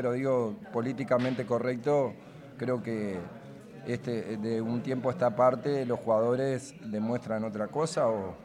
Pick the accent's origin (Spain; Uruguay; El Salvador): Uruguay; Y yo soy de Uruguay